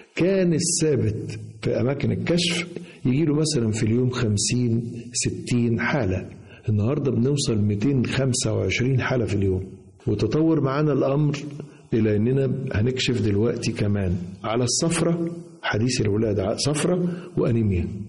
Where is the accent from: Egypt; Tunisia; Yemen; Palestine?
Egypt; وعايز أقولك أن بلدنا مصر حقيقة تستاهل كل خير